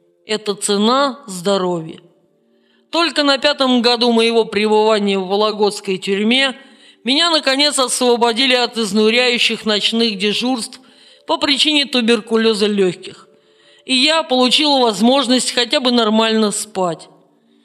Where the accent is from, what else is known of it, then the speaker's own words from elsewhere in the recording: Saint Petersburg, Russia; С 1980 года я живу в моем родном городе Санкт-Петербурге.